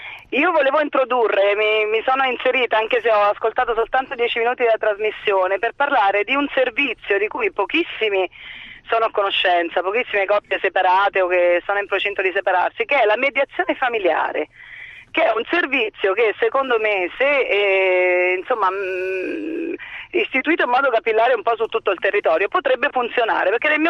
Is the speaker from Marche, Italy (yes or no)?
yes; Marche, Italy; now in Padua, Italy; io sono marchigiana ma abito a Padova